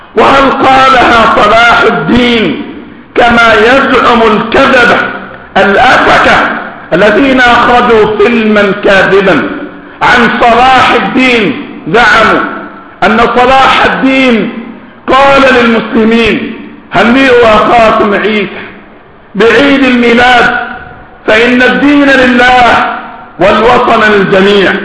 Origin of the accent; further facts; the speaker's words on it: Egypt; ونحن ذكرنا ولا زلنا نذكر ونكرر أن في بلدنا مصر قنبلة موقوتة